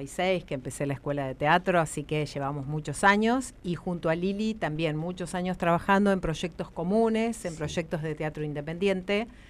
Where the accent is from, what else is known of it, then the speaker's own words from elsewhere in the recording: Winifreda, La Pampa, Argentina; now in Santa Rosa, Argentina; vivo en Santa Rosa. Nací en Winifreda, porque como el apellido lo indica